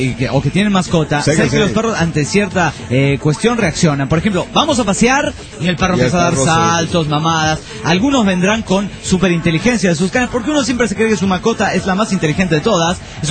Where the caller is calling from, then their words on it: Hermosillo, Sonora, Mexico; de Hermosillo, Sonora, México.